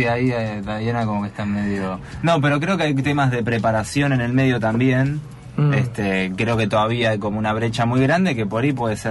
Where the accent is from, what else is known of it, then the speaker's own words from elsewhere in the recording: Argentina; por lo dementes que somos todos los argentinos con el fútbol